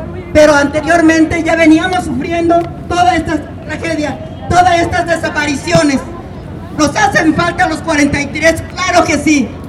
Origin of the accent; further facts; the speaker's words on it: Michoacán, Mexico; Soy de Michoacán